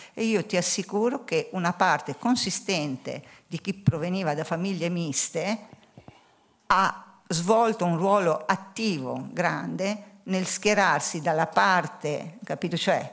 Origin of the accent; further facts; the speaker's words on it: Bolzano, Trentino-Alto Adige, Italy; io da piccola abitavo a Bolzano, quartiere italiano Don Bosco. Ho fatto le scuole elementari di lingua tedesca, le Manzoni, che avevano due sezioni di lingua italiana e due di lingua tedesca